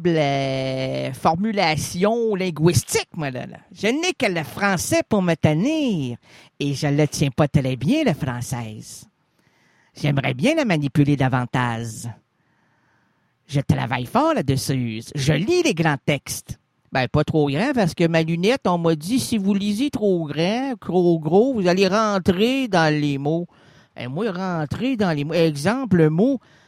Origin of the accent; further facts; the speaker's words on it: Quebec, Canada; On n'est pas des Canadiens, on est des Québécois